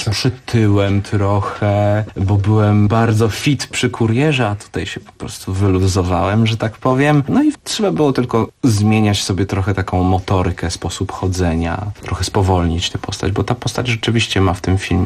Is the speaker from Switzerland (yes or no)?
yes; Switzerland; first language French; Polish is a second language; Ja jestem Szwajcarem francuskojęzycznym, tak jest.